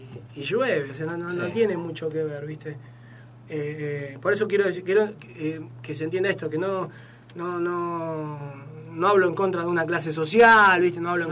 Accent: Villa Lugano, Buenos Aires, Argentina; now in Quilmes, Argentina; yo vengo de Lugano, me mudo a Quilmes, La Cañada.

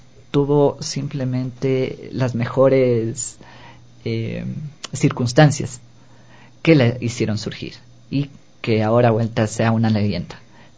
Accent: Quito, Pichincha, Ecuador; no nos están ofreciendo lo que nosotros necesitamos como ecuatorianos, a lo menos como ecuatorianos, como quiteños

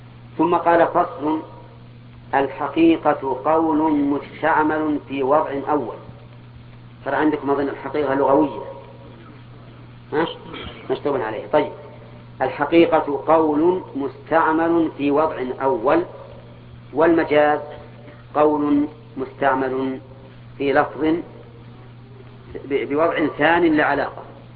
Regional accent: Al-Qassim, Saudi Arabia; كنية عندنا في القصيم

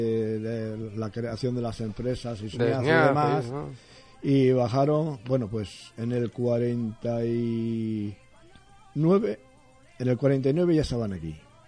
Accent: Torrelavega, Cantabria, Spain; Nací en Torrelavega. Y me pego con el quien sea para decir que yo nací en Torrelavega.

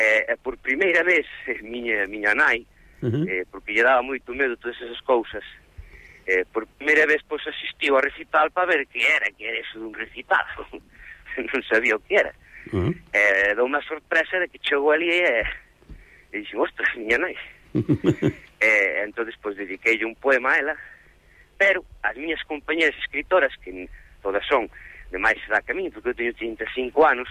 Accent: A Coruña, Galicia, Spain; o castelán tamén é para mí unha segunda lingua, porque eu, por exemplo, criei-me na Coruña

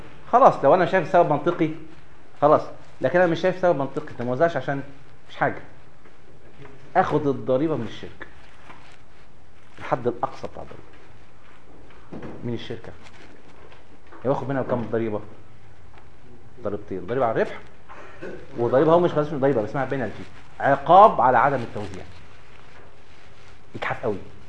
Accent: Egypt; يمكن مش عندنا في مصر والحمد لله لغايه دلوقتي كويس

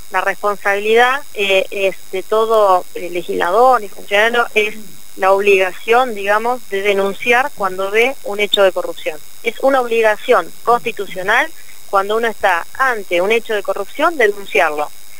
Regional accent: Argentina; Y no quiero irme de mi país. Yo soy orgullosa de Argentina.

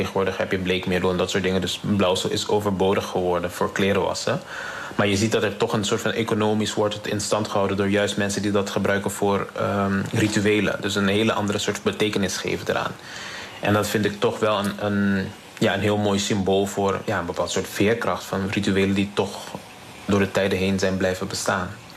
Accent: Curaçao; born there; Zelf ben ik op Curaçao geboren, dus dat is een van mijn grootste inspiratiebron.

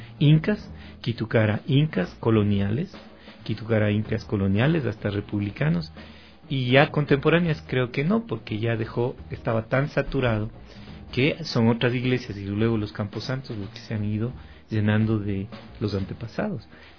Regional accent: Ecuador; somos andinos, pero andinos ecuatoriales, pocos, lo que ahora llamamos el Ecuador.

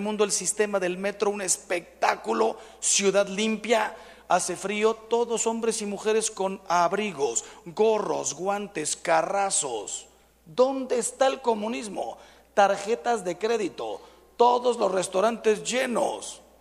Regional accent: Mexico; Yo le dije, ¿sabes qué? Soy mexicano.

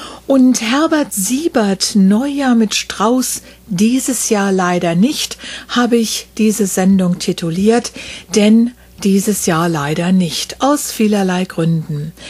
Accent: Wiesbaden, Hesse, Germany; in meiner Heimatstadt Wiesbaden

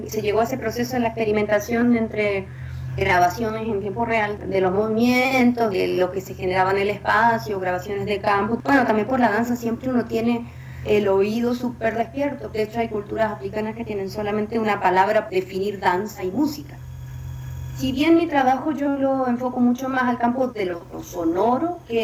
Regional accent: Chile; soy artista chilena en el mundo sonoro, conocida como

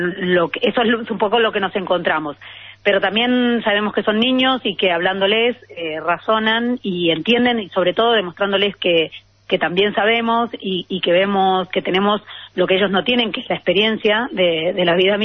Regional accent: Argentina; now in Spain; Soy argentina

